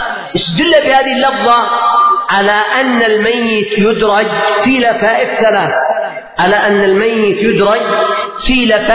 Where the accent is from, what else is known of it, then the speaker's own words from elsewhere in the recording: Yemen; لما نحن من اليمن